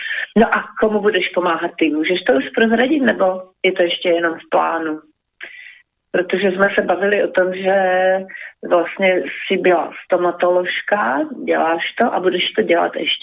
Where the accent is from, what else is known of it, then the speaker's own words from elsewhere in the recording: Slovakia; Czech is a second language; A i když jsem Slovenka, tak to ráda používám, protože se mi to líbí.